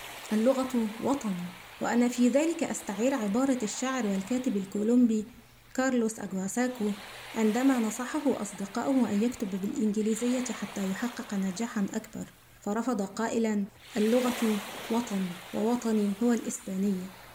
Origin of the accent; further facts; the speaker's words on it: Gharbia, Egypt; شاعرة مصرية من مواليد محافظة الغربية وأعيش بها.